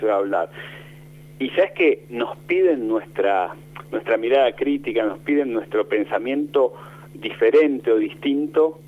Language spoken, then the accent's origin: Spanish; Mar del Plata, Buenos Aires Province, Argentina; born there; Y yo nací en Mar del Plata